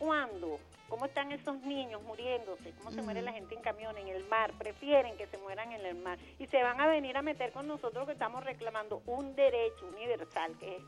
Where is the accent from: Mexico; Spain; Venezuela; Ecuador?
Venezuela; Amo mucho mi país, soy bien venezolana y bien nacionalista.